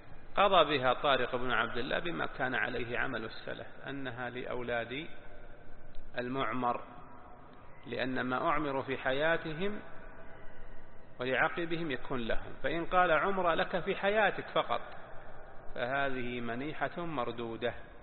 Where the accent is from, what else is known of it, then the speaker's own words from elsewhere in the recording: Najd, Saudi Arabia; تسمى عندنا في نجد وصايا وصية